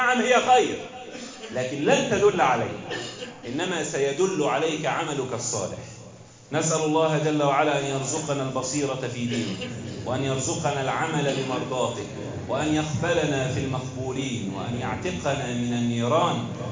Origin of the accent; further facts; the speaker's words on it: Egypt; واحفظ بلدنا مصر واجعلها آمنة مطمئنة وسائر بلاد